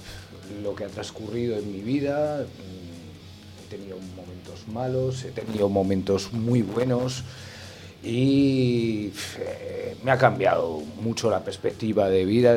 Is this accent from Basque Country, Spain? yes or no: no; Mezalocha, Aragon, Spain; Una peña que hay en el pantano de mi pueblo, Mezalocha. Uh-huh. Y ese es como si fuera un retiro espiritual para mí desde la niñez.